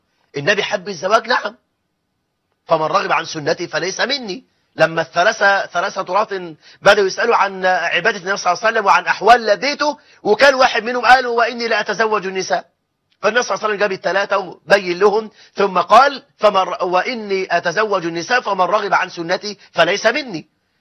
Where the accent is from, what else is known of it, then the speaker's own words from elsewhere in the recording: Egypt; وان يجعل بلدنا مصر امنا امانا